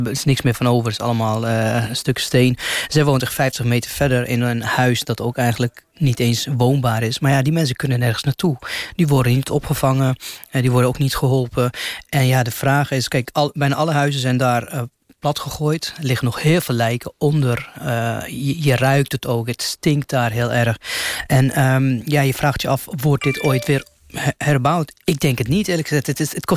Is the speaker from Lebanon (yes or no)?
yes; Lebanon; Dutch is a second language; Ik kom zelf uit Libanon, dus ik weet, ik ken de Arabische manier van leven. Ik ken de cultuur.